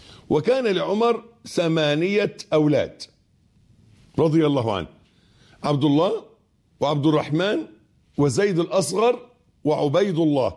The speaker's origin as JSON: {"language": "Arabic", "country": "Egypt", "said": "اللي احنا بنقول عليه أبيض في عرفنا في مصري كمصريين"}